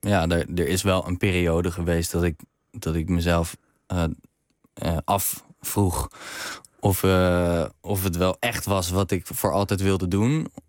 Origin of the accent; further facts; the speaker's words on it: Zwijndrecht, South Holland, Netherlands; now in Rotterdam, Netherlands; Ik woon nu in Rotterdam, maar toen ik nog in Amsterdam woonde... kon ik me daar heel erg in herkennen. Opgegroeid in een in Zwijndrecht... richting Rotterdam is dat.